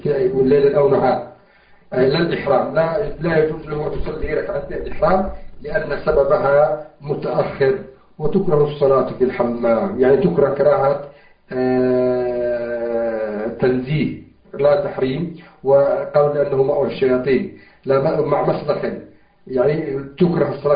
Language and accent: Arabic; Yemen; في كل مسجد عندنا في اليمن، في أماكن كثيرة